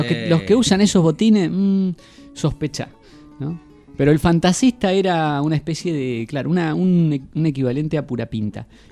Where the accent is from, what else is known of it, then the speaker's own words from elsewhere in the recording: Patagonia, Argentina; born there; Bueno, tal vez porque yo nací en la Patagonia, ¿no?